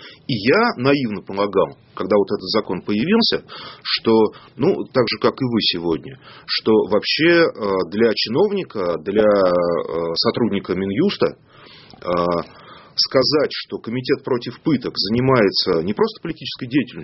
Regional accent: Berendeyevka, Russia; А вот в моей родной деревне Берендеевка

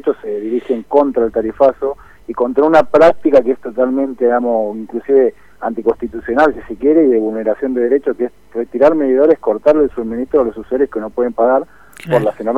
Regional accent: Moreno, Buenos Aires Province, Argentina; Yo soy de Moreno

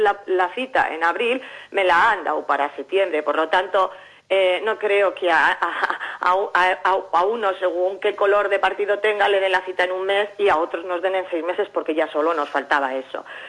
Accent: Llodio, Basque Country, Spain; yo soy de Llodio

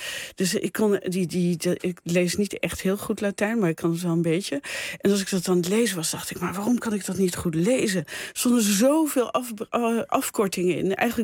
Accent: Netherlands; Nou, ik was eerst artist in residence in de American Academy in Rome. En dus als Nederlander in deze fantastische omgeving.

